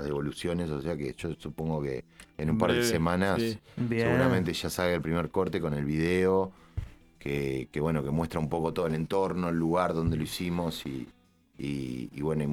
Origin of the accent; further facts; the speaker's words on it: Rosario, Colonia, Uruguay; Somos todos de Rosario, muchos de nosotros.